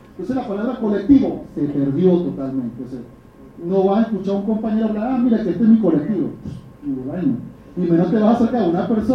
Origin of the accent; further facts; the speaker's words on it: Venezuela; now in Mexico; el drama que estamos viviendo como venezolanos